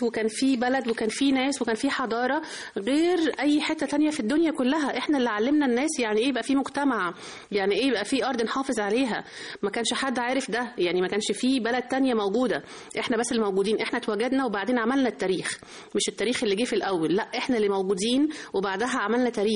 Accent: Egypt; وإحنا طبعا المصريين يعني خير أجناد الأرض، فمعروفة قوي إنه إحنا كمصريين

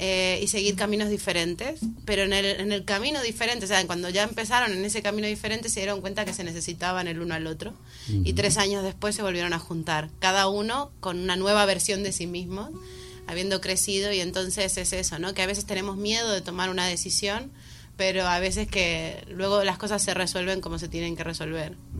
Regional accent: Argentina; soy argentina, no que lo sepan, es lo que hay. Hablamos mucho.

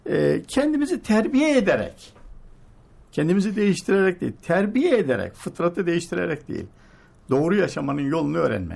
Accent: Sakarya, Turkey; Ben hatırlıyorum ben Sakaryalıyım.

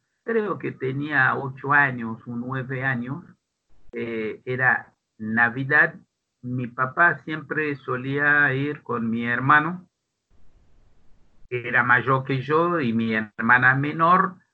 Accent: Pétionville, Ouest, Haiti; also born or lived in Port-au-Prince; Yo nací en Puerto Príncipe, la capital. Después fuimos a vivir a Pétionville, que es un barrio acomodado, es decir, de clase media más bien alta.

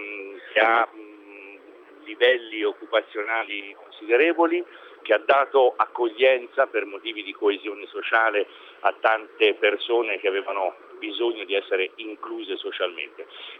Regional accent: Florence, Tuscany, Italy; Sono fiorentino.

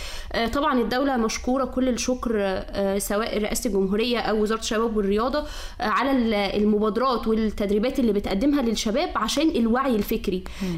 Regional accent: Sharqia Governorate, Egypt; انا من الشرقية

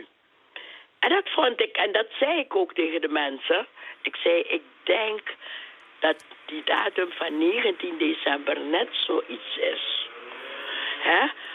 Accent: Suriname; We moeten als Surinamers moeten we ook goed nadenken

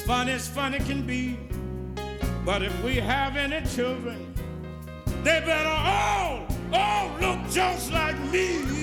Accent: Mississippi, United States; But when I was growing up in Mississippi, used to see a guy walking down the road with a great big piece of ice on his shoulder.

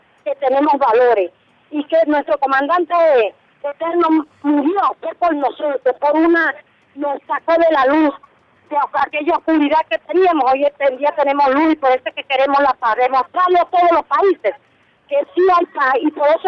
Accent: Petare, Miranda, Venezuela; de la Comuna Unidos por Bolívar, de Petare.

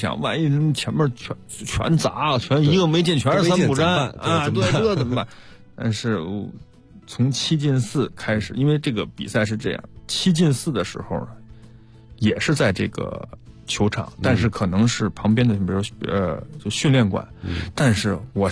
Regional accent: Beijing, China; 我也是北京人，

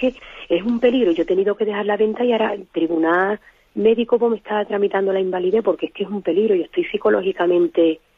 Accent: Jerez, Andalusia, Spain; soy la muchachita de Jerez, la muchachita ciega.

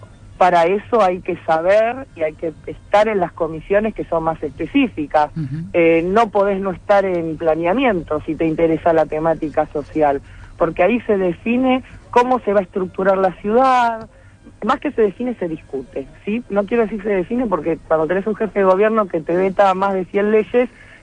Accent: Buenos Aires, Argentina; De la 1, soy del barrio de San Telmo.

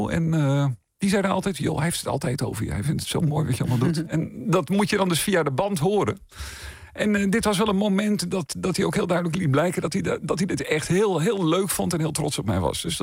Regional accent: Meerkerk, Utrecht, Netherlands; ik ben opgegroeid in Meerkerk. Hè, ook in de huidige gemeente Vijfheerenlanden. En dat is een hele groene gemeente. En wij wonen ook eerst ook wel redelijk buiten, later iets meer in het dorp zelf. En nu woon ik ook echt wel buiten.

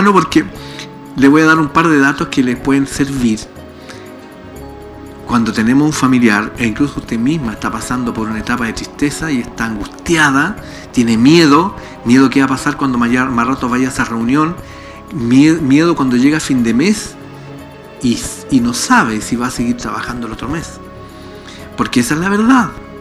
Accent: Valdivia, Los Ríos, Chile; Yo soy de Valdivia.

